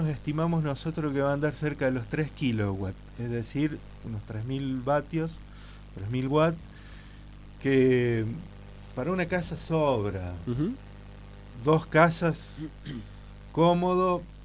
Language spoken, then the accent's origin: Spanish; San Lorenzo, Argentina; Yo soy de San Lorenzo y soy más que un curioso